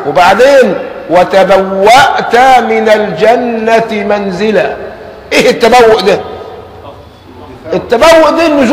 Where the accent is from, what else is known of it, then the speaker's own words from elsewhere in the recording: Egypt; عندنا كمصريين في اللازمة بتاعتنا